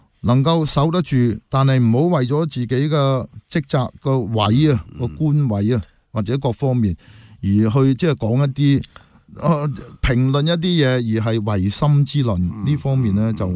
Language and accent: Cantonese; Hong Kong; 他沒有的就是我們香港人的信念